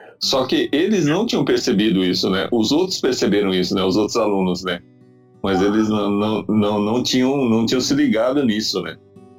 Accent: Brazil; ainda bem que eu sou brasileiro

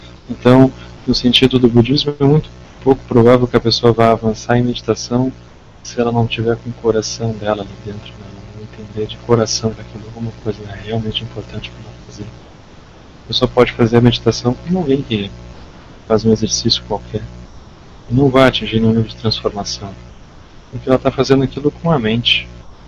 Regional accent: Rio Grande do Sul, Brazil; No sul, lá no Rio Grande do Sul, né, na minha terra

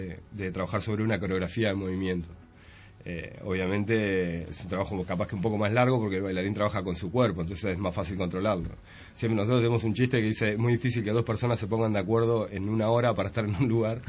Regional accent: Canelones, Uruguay; somos 6 canarios que hace como 8 años decidimos trabajar

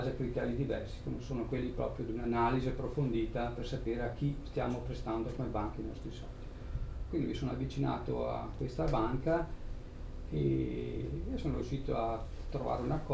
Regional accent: Trentino-Alto Adige, Italy; ho maturato un'esperienza di 14 anni in una piccola banca privata del Trentino, che sono trentino, la Valsugana per la precisione

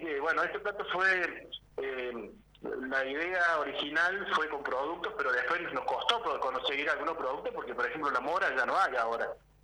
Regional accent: Tulumba, Córdoba, Argentina; now in Agua de Oro, Argentina; yo soy de Tulumba y vivo en Agua de Oro. Gracias a Dios vivo en un lugar tan lindo como Agua de Oro.

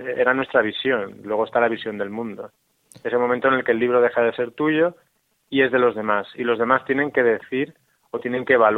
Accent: Spain; now in Mexico; ese escape que yo realicé cuando me fui de España a vivir a México, uh-huh, y de ahí a visitar el desierto.

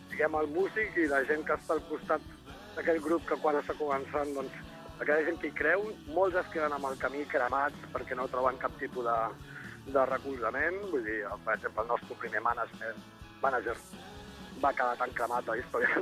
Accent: Catalonia, Spain; per l'altre sí que som molt catalans.

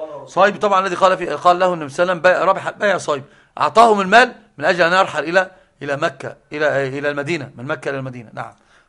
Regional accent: Egypt; طبعا عندنا في مصر البلاء العظيم

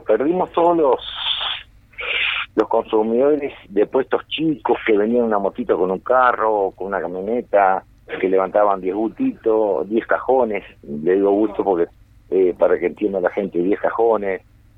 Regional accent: Canelones, Uruguay; Mira, yo soy un canario, yo no sé cómo puedo decirte

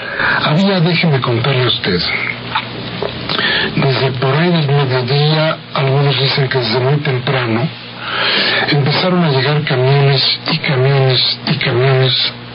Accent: Mexico; se juntaron con los amigos para celebrar que seguimos siendo mexicanos.

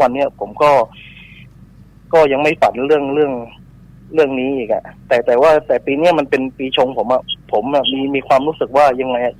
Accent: Phuket, Thailand; บ้านผมอยู่ภูเก็ตนะ

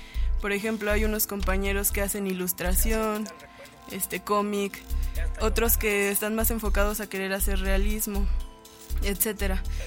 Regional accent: Valle de Chalco, State of Mexico, Mexico; Bueno, yo soy de Xico, Valle de Chalco.

